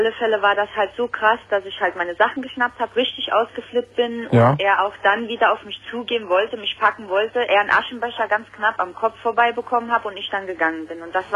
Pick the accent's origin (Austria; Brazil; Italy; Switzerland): Italy; ich bin auch Italienerin.